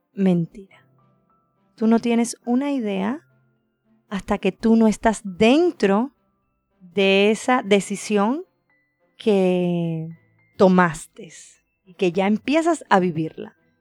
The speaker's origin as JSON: {"language": "Spanish", "country": "Cuba", "moved": "as an adult", "said": "Salí por primera vez de Cuba, nunca había salido."}